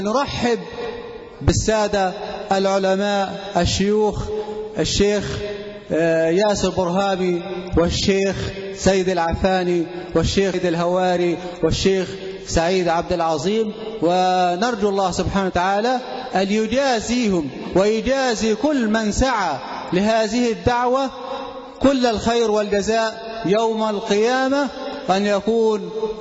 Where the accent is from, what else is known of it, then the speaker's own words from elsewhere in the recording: Sinai, Egypt; طوال 12 عاما لم يخن أحد من أهل سيناء بلده ولم يتزوج أحد منا من